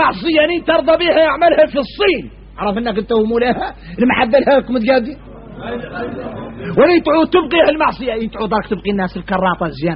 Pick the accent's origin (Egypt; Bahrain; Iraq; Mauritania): Mauritania; هذا ما قلت تذكروه في دعيه نحن موريتاني